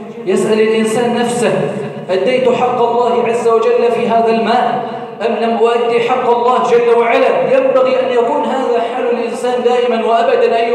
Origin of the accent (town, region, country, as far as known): Egypt